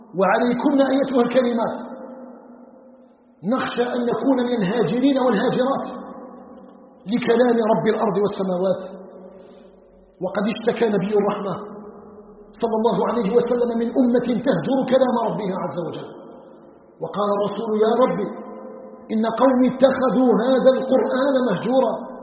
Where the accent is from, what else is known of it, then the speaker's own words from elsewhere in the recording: Algeria; نسأله تبارك وتعالى أن يجعل بلدنا الجزائر بلدا آمنا مطمئنا وسائر بلاد المسلمين